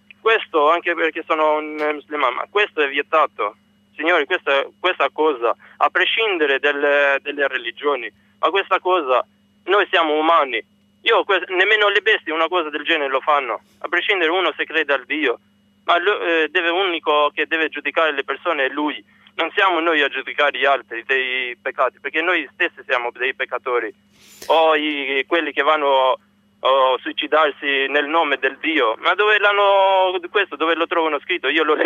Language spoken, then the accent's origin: Italian; Albania; now in Messina, Italy; Io albanese.